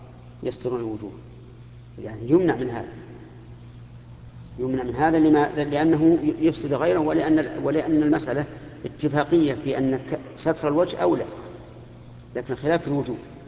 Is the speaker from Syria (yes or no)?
no; Saudi Arabia; فمثل هنا عندنا في المملكة العربية السعودية